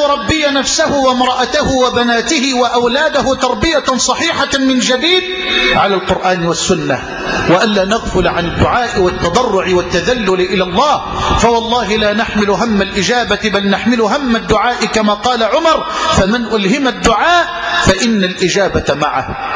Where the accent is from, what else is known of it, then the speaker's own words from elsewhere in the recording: Egypt; اللهم اجعل بلدنا مصر واحة للأمن والأمان